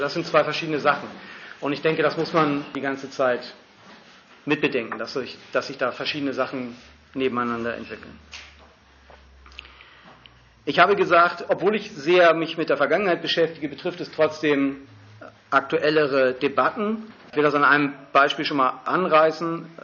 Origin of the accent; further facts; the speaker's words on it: Hamburg, Germany; Also ihr habt eben gehört, ich komme aus Hamburg.